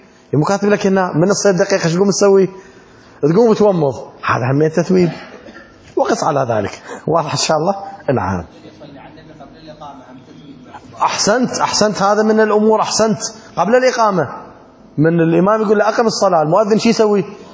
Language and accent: Arabic; Iraq; أما عندنا بالعراق احنا نسوي الصلاة والسلام عليك